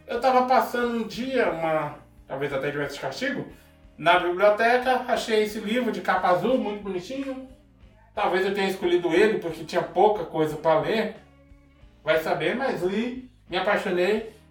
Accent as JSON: {"language": "Portuguese", "region": "Northeast Region", "country": "Brazil", "said": "Eu sou do Nordeste. E, infelizmente, na onde eu morava, o estudo era muito, muito precário."}